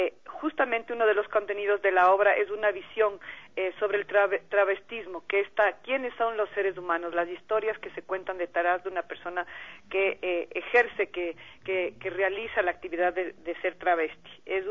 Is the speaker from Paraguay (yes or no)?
no; Ecuador; esto que nos moviliza a nosotros como ecuatorianos